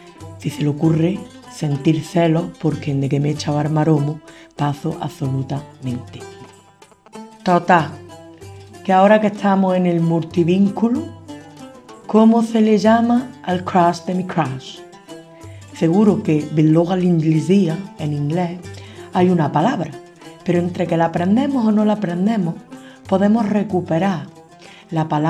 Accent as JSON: {"language": "Spanish", "region": "Andalusia", "country": "Spain", "accent": "Andalusian", "said": "Como en andaluz esto nos cuesta"}